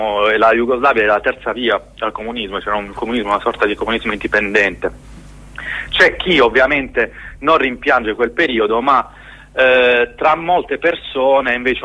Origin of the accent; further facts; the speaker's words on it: Trani, Apulia, Italy; io sono di Trani, è una città della Puglia che è proprio di fronte al Montenegro e alla Croazia, la parte sud della Croazia